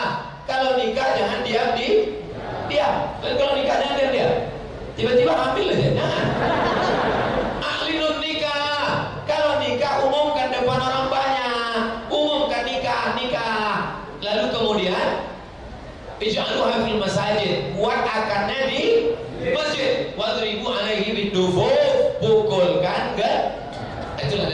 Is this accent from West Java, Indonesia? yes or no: no; Riau, Indonesia; saya dari Riau